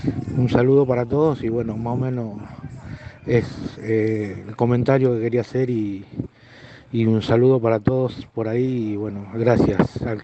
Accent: Buenos Aires, Argentina; now in Corrientes, Argentina; Yo soy un porteño que hace como 8 años, 9 años que vivo acá.

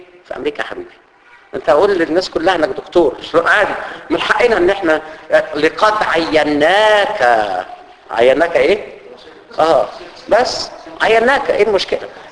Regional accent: Egypt; عندنا في مصر في حاجه اسمها الفيش والتشبيه

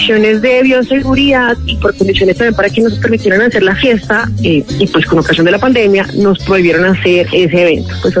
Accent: Bogotá, Colombia; yo soy de Bogotá, vivo hace más de 20 años en nuestra querida localidad, acá en el barrio La Catedral.

